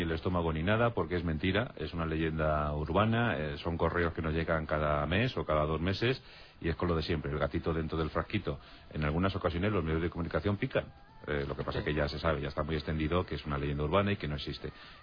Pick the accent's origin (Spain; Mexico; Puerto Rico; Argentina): Spain; Albacete, Castilla-La Mancha; un saludo tremendo para mis paisanos albaceteños.